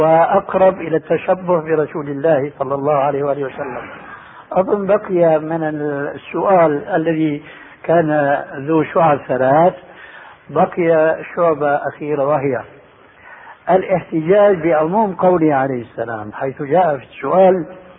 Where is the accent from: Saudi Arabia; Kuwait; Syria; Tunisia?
Syria; عندنا في الشام يسمى المقدمة بالتذكير